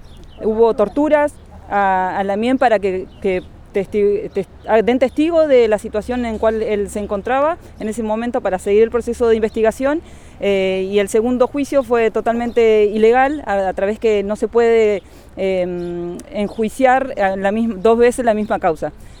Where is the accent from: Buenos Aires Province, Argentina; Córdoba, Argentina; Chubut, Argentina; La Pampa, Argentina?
Chubut, Argentina; de Pulofón Residencia, Departamento Cusamen.